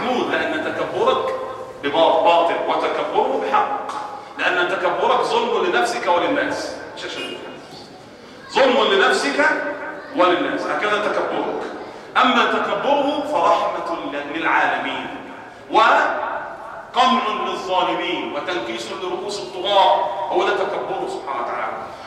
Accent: Egypt; مش عايز اقول كمصريين

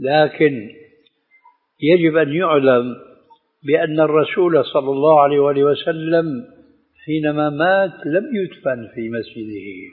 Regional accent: Damascus, Damascus Governorate, Syria; عندنا في دمشق

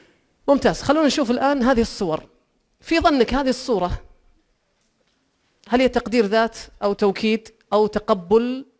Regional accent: Saudi Arabia; ما فيه إلا أنا واثنين سعوديين وماتوا

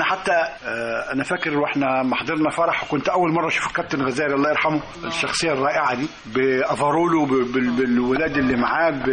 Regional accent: Suez, Suez Governorate, Egypt; السويس مش محتاجة تعريف، معرفة نفسها أكثر مما يكون. عايز أقول لك إحنا أطفال كنا بنلعب في دبابات، وكنا بنجري على عربيات عسكرية، وكان الأفارول والعساكر جزء من حياتنا اليومية.

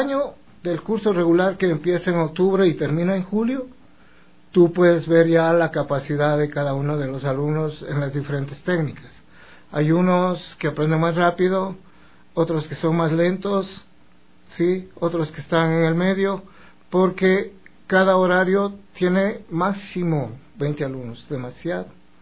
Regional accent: Ecuador; pero como somos ecuatorianos, será entre las 6:30 y 7.

